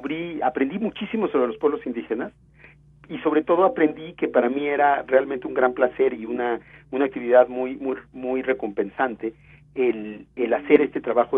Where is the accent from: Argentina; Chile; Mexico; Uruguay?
Mexico; hoy los mexicanos del siglo XXI definimos quiénes somos como mexicanos